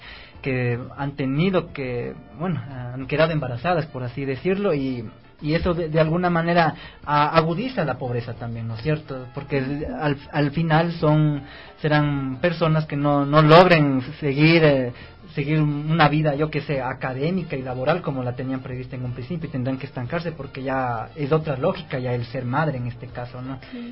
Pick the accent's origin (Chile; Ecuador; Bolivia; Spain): Ecuador; la cultura que tenemos de como ecuatorianos, quizás.